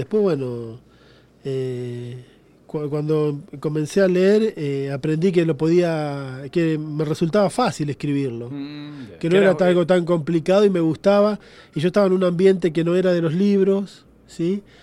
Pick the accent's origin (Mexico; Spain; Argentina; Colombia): Argentina; Quilmes, Buenos Aires Province; yo vengo de los suburbios de Quilmes, que es el interior, el Gran Buenos Aires. Tengo mi familia, pertenece al norte, del norte de Argentina, tengo familia en Paraguay también, y bueno, hay un poco una mezcla.